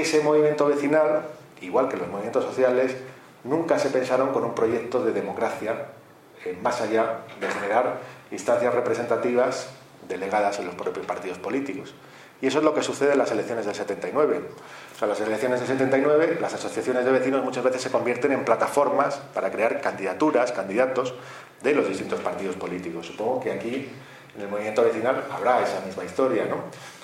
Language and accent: Spanish; Madrid, Community of Madrid, Spain; yo vengo de Madrid